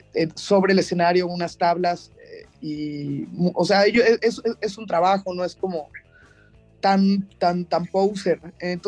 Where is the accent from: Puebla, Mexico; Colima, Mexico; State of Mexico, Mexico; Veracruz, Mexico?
Veracruz, Mexico; pues yo soy de Veracruz, entonces cuando llegué aquí a la ciudad